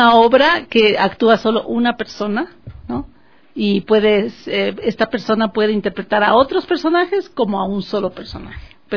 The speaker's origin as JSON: {"language": "Spanish", "town": "Rome", "region": "Lazio", "country": "Italy", "tie": "born or raised there", "moved": "as an adult", "lives_now": "Ecuador", "said": "volvimos a Roma, porque es el centro, la sede de la FAO, y yo me quedé viviendo en Roma hasta los 18 años, que vine a buscar mis raíces acá al Ecuador, a estudiar lingüística."}